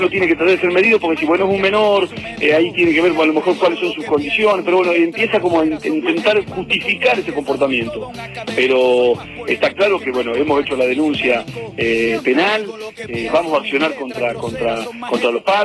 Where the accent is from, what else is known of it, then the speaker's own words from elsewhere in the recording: Argentina; el Estado Nacional, que somos todos los argentinos